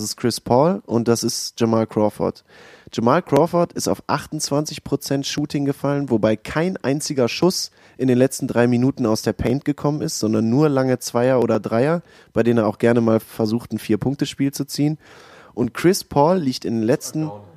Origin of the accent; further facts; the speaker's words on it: Düsseldorf, North Rhine-Westphalia, Germany; ich bin auch aus Düsseldorf, bin 31 Jahre alt schon